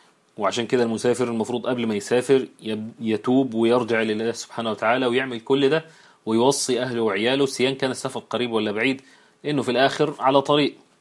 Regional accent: Egypt; والعجوز اللي احنا بنقولها احنا كمصريين على الكبير في السن

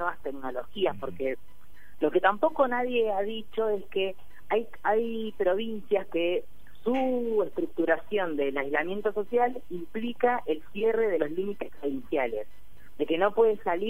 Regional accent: Necochea, Buenos Aires Province, Argentina; Yo soy de Necochea, ¿eh? Casi vecina

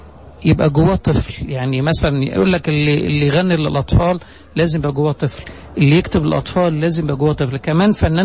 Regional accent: Egypt; مثال مشهور عندنا في مصر

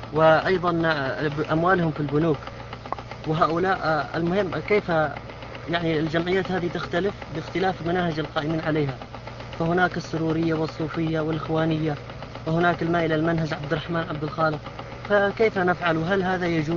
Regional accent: Yemen; يوجد عندنا في اليمن جمعيات

